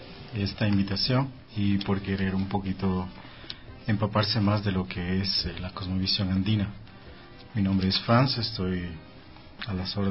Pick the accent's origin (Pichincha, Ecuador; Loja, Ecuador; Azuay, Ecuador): Loja, Ecuador; Bueno, yo soy de Loja, podría considerar no palta, pero sí amo mucho mi ciudad, mi provincia.